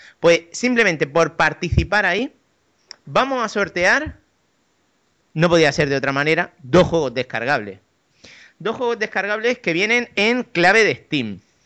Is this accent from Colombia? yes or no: no; Murcia, Region of Murcia, Spain; Sí, soy de Murcia